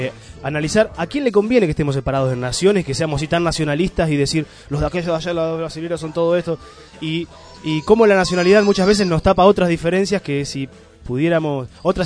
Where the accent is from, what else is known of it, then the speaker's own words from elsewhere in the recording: Argentina; yo soy argentino